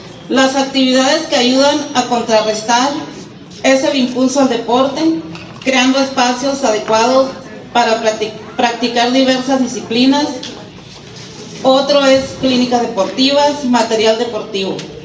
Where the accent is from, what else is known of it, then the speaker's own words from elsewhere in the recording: Tierra Blanca, Veracruz, Mexico; vengo de Tierra Blanca, Tecia.